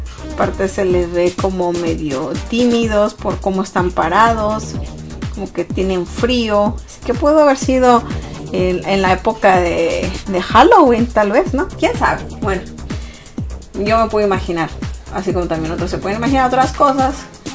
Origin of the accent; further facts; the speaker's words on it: Sonora, Mexico; es de Sonora, bueno, de donde yo soy, ¿no?